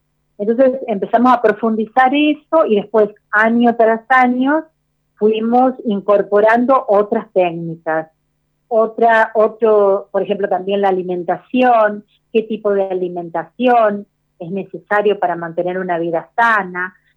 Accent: Misiones, Argentina; yo soy de Misiones, vivo en El Prado, en Misiones.

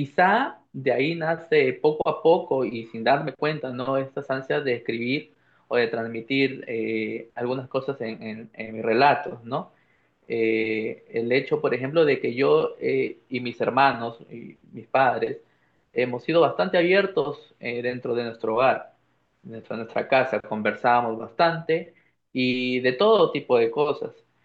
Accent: San Pedro de Lloc, La Libertad, Peru; yo soy natural de San Pedro de Yoc, como ya lo has dicho, es un pueblo, una ciudad de la provincia de Pacasmayo, en La Libertad, el Perú, en la zona norte.

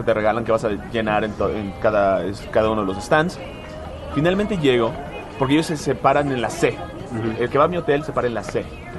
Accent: Mexico; soy de México

